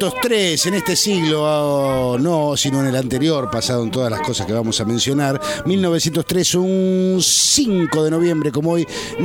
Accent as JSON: {"language": "Spanish", "country": "Argentina", "said": "que yo nunca vi uno, porque no, soy argentino."}